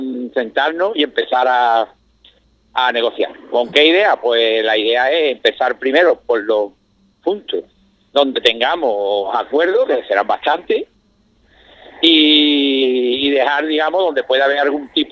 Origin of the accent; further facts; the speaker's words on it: Jerez de la Frontera, Andalusia, Spain; yo soy de Jerez